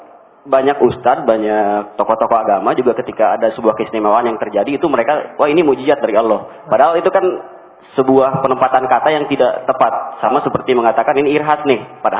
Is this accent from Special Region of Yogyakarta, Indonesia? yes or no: no; West Java, Indonesia; Saya orang Sunda, Ustaz.